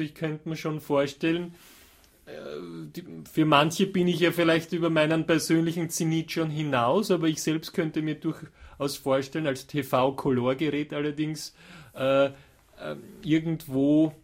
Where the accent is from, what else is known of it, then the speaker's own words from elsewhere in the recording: Austria; Ich bin zwar kein Wiener, aber auch als Österreicher ist mir natürlich die indogene wienerische Variante lieber.